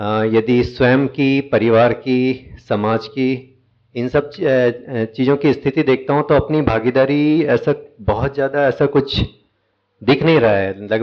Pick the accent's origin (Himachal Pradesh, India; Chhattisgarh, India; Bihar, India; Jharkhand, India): Chhattisgarh, India; Raipur; मैं रायपुर से हूँ।